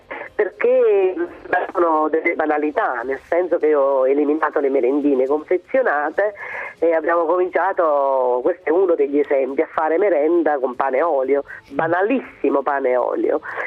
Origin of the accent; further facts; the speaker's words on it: Campania, Italy; moved away; alla mia terra, che è la terra dei fuochi, dove, insomma, da dove sono andata via perché mi sembrava che tutto fosse purtroppo irreparabile.